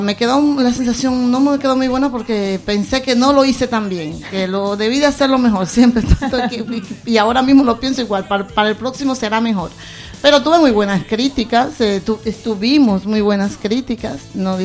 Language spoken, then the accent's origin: Spanish; Dominican Republic; Sí, República Dominicana, sí